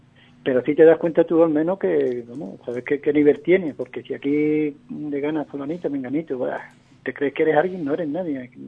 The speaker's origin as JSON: {"language": "Spanish", "region": "Andalusia", "country": "Spain", "said": "Entonces los andaluces somos andaluces. Sabemos donde vayamos, somos andaluces"}